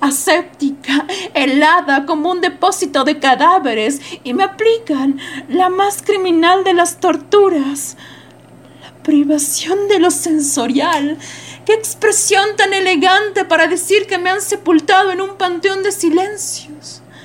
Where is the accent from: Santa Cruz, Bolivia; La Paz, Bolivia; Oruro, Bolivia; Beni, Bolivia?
La Paz, Bolivia; soy de La Paz, Bolivia, soy actriz de teatro